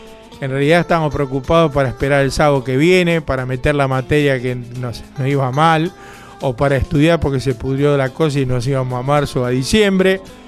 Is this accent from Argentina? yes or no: yes; Bernal, Buenos Aires Province, Argentina; also born or lived in Quilmes; Yo siempre nací en Quilmes, pero la mayoría de mi vida pasó en Bernal, y está pasando en Bernal.